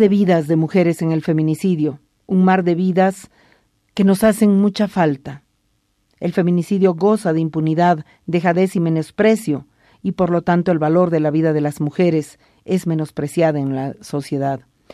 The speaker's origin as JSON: {"language": "Spanish", "country": "Bolivia", "said": "El mar al que yo accedí como boliviana fue una bandera sucia."}